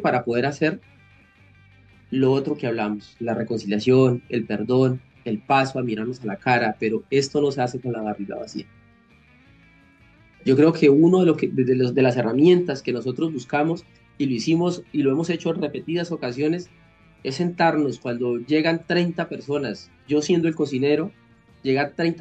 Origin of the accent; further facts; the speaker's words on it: Colombia; eso somos como colombianos, eso somos como seres humanos